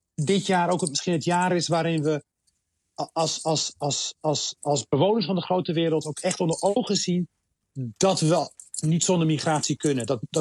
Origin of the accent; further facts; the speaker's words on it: Rotterdam, South Holland, Netherlands; Ik kom zelf uit Rotterdam. En onze wereld reikt. Rotterdam is eigenlijk de wereld in het klein. Honderden nationaliteiten.